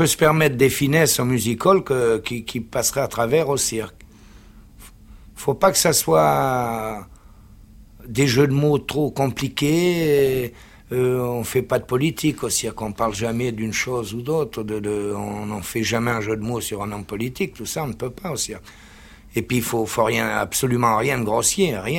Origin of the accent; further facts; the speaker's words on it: Algeria; also born or lived in La Goulette, Tunisia; Moi, je suis né en Afrique du Nord parce que, justement, mon père venait juste de passer en Afrique du Nord. Et d'Italie, il est venu en Tunisie. Je suis né à la Goulette, mais j'ai été élevé en Algérie, surtout.